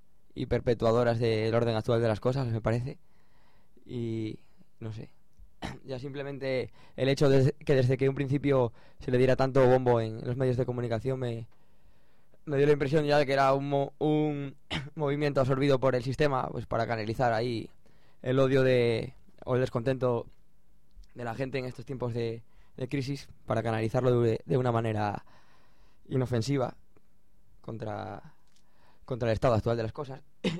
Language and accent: Spanish; Avilés, Asturias, Spain; se dio en Avilés, que es de donde soy yo